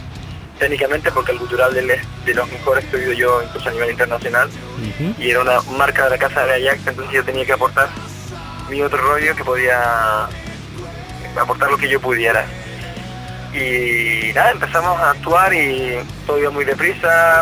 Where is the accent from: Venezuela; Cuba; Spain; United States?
Spain; La Orotava, Canary Islands; Play es un apelativo del norte, yo soy de la Rotava.